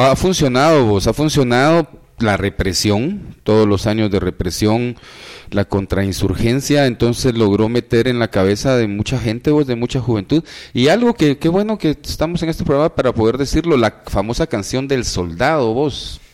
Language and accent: Spanish; Guatemala; Gente que viene de la Primero de Julio, de la Justo Rufino Barrios, ahí crecí yo, ahí nací en la Justo Rufino Barrios, también la conozco.